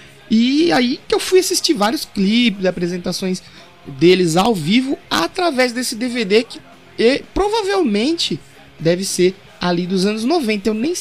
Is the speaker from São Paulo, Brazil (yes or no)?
yes; São Paulo, Brazil; eu sou aqui do interior de São Paulo, e quando eu cheguei aqui, acho que por volta de 2004, 2005